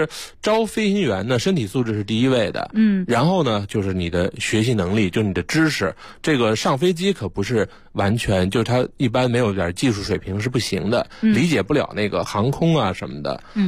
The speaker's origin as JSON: {"language": "Chinese", "town": "Harbin", "region": "Heilongjiang", "country": "China", "tie": "born or raised there", "said": "因为我小的时候在那个就是哈尔滨一航校"}